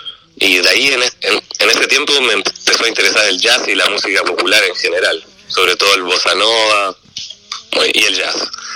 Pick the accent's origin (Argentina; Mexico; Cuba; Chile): Chile; Santiago, Santiago Metropolitan Region; born there; Yo nací en Santiago, en el año 90.